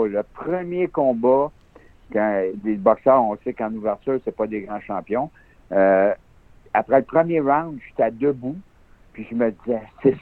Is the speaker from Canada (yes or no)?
yes; Saint-Hyacinthe, Quebec, Canada; Ben moi, je suis originaire de Saint-Hyacinthe. J'ai passé ma vie à Saint-Hyacinthe. Il n'y a pas de club de boxe à Saint-Hyacinthe.